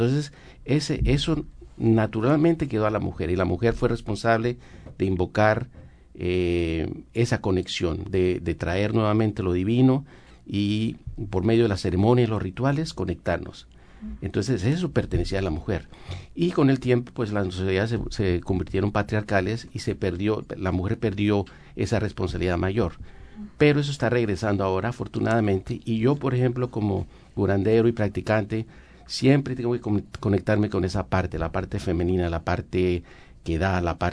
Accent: Colombia; yo soy de Colombia.

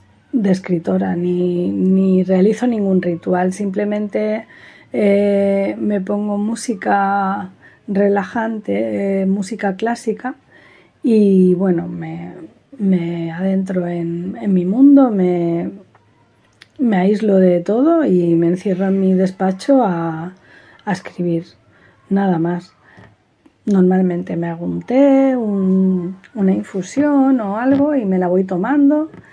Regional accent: L'Hospitalet de Llobregat, Catalonia, Spain; moved away as an adult; now in Málaga, Spain; Nací en Barcelona, en Hospitalet Centro, y viví allí durante 22 años. Y a esa edad me trasladé a Málaga, donde resido en la actualidad.

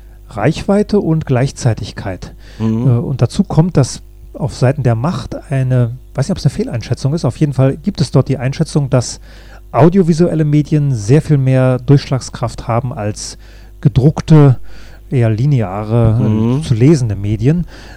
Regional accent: Northern Germany, Germany

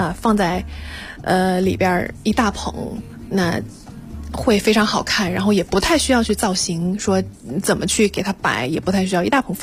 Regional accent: China; 但是我们中国人会对菊花有一些忌讳

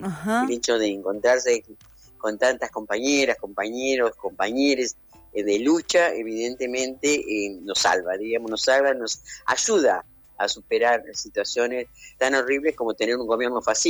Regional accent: La Plata, Buenos Aires Province, Argentina; yo pertenezco, acá en la ciudad de La Plata, de donde soy yo

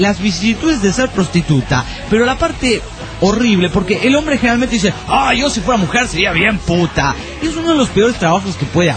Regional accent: Arequipa, Peru; Hola, ¿qué tal? … de Arequipa.

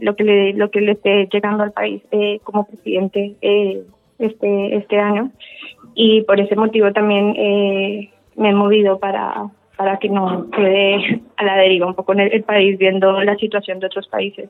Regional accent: Colombia; como colombiana

